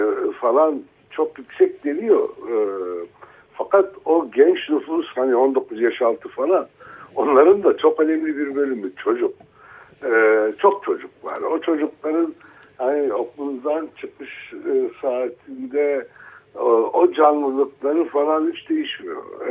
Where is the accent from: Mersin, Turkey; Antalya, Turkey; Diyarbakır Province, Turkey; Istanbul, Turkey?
Diyarbakır Province, Turkey; Diyarbakır; also born or lived in Ankara; Diyarbakır benim hani memleketim sayılır gerçekten, liseyi orada okudum, liseden sonra üniversiteye Ankara'ya geldim